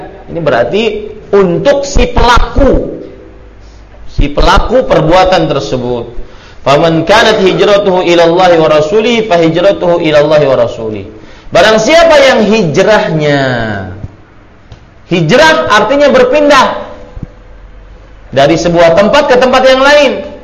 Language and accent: Indonesian; Banjarmasin, South Kalimantan, Indonesia; saya senantiasa berusaha memakai … menunjukkan saya dari Banjarmasin.